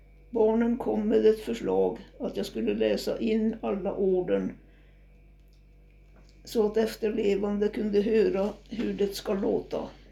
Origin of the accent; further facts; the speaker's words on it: Storsäten, Dalarna County, Sweden; accent: Idre dialect; Den 18 juli 1935 föddes jag i gamla skolan i Storsäten hos farmor och farfar.